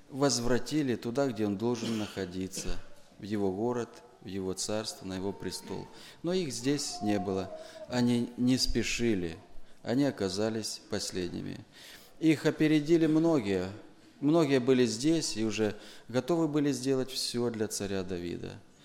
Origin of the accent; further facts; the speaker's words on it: Timashevsk, Krasnodar Krai, Russia; я из Тимошевска.